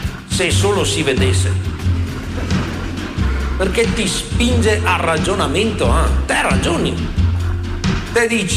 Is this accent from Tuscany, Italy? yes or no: no; Veneto, Italy; Io so bene cos'è la nebbia, perché vengo dal Polesine, nebbia è il prodotto interno lordo del Polesine.